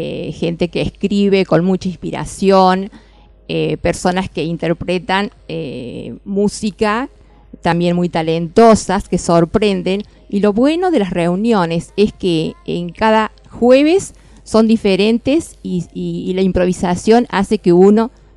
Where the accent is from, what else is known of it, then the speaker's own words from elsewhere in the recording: Villa de María del Río Seco, Córdoba, Argentina; tuve la idea de convocar a gente de mi pueblo en el norte de Córdoba, Villa de María del Río Seco